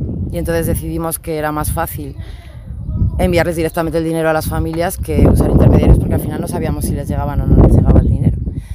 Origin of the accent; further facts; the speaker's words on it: León, Castile and León, Spain; vengo de León.